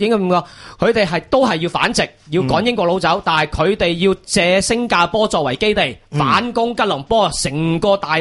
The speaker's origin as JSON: {"language": "Cantonese", "country": "China", "said": "我哋系中国人。"}